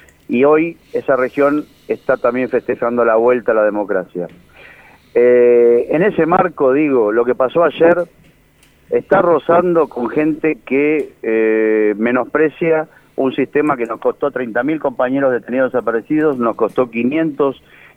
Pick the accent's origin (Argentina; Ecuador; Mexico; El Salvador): Argentina; Mar del Plata, Buenos Aires Province; Quien te habla, creció y nací en Mar del Plata, pero crecí al año en una casa que hoy, a sus 91 años, mi madre la define como su palacio.